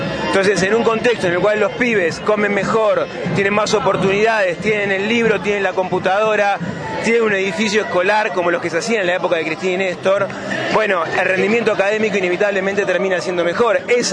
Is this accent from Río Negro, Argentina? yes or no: yes; Bariloche, Río Negro, Argentina; soy de acá de Bariloche, vivo en el kilómetro 5.